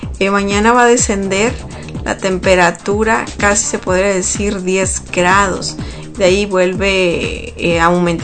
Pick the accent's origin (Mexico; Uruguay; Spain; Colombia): Mexico; Sonora; now in United States; Pues yo vengo del estado de Sonora, de México, entonces estoy acostumbrada a demasiado calor